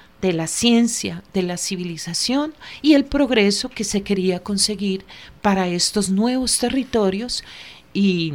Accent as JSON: {"language": "Spanish", "region": "Antioquia", "country": "Colombia", "said": "somos antioqueños y entendemos ese proceso histórico."}